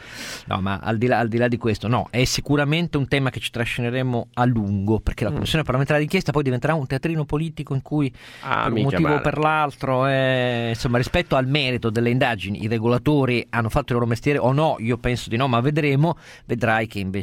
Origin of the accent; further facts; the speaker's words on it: Piedmont, Italy; Io da piemontese dico Bertola.